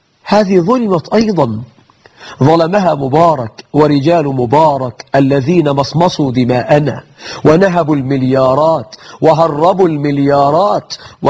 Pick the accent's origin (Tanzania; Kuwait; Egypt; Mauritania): Egypt; نحن عندنا في مصر مئات الآلاف من المبارك.